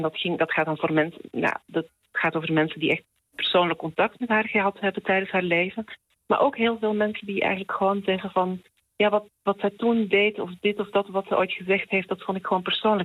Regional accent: Belgium; now in Netherlands; Gek genoeg heeft het eigenlijk misschien juist wel te maken met het feit dat ik uit België kom.

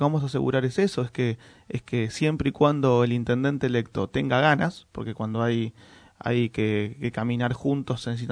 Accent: Moreno, Buenos Aires Province, Argentina; Yo soy de Moreno, quiero Moreno, vivo en Moreno, disfruto Moreno

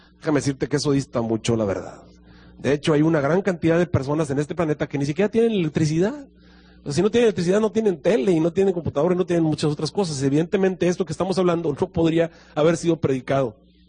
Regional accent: Monterrey, Nuevo León, Mexico; De paso, yo soy regiomontano, ¿verdad?

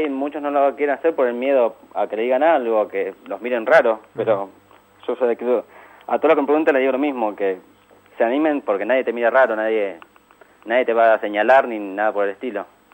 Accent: Olavarría, Buenos Aires Province, Argentina; Yo soy de acá

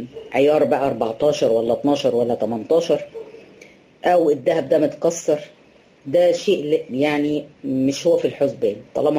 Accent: Egypt; طبعا احنا هنا عندنا في مصر برضو الفول ده يعد من ايه قوت البلد، الناس كلها بتفطر فول،

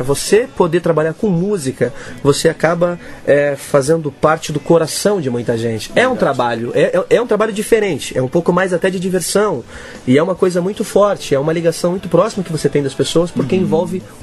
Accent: Fartura, São Paulo, Brazil; now in Botucatu, Brazil; Eu sou farturense, cara. Sou de Fartura, uma terra de 15 mil habitantes, linda. Todo mundo convidado pra conhecer minha cidade, né? Hoje eu moro em Botucatu

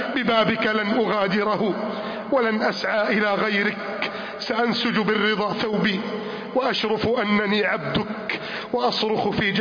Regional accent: Egypt; اللهم احفظ بلدنا مصر من كيد الكائدين وحقد الحاقدين وتربص المجرمين

